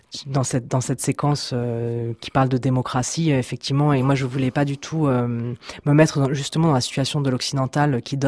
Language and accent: French; Egypt; j'ai grandi en Égypte, donc j'ai passé toute mon enfance et mon adolescence là-bas, que j'ai des origines égyptiennes aussi un tout petit peu. J'ai une grand-mère qui est égyptienne. Bon, enfin, c'est vraiment une sorte de deuxième pays. Pour moi, j'ai appris l'arabe, j'ai fait des études d'arabe